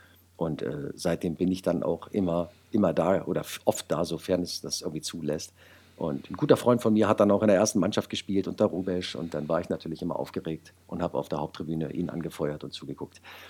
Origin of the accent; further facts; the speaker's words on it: Wolfsburg, Lower Saxony, Germany; Naja, ich bin gebürtiger Wolfsburger